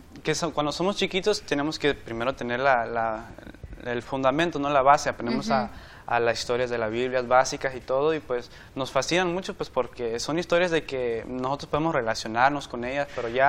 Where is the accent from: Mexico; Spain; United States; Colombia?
United States; California; soy de California y estudio medicina